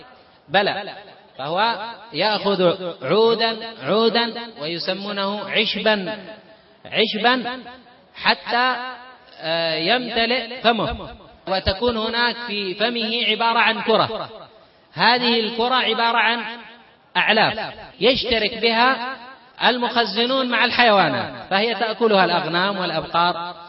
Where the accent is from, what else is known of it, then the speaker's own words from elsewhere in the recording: Yemen; إنما عندنا في اليمن فقط يبقيه إلى آخر اليوم ربما رمى،